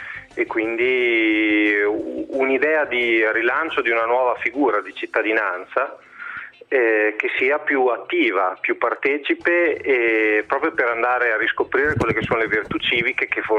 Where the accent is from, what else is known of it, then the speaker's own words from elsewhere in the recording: Bologna, Emilia-Romagna, Italy; visto che siamo di Bologna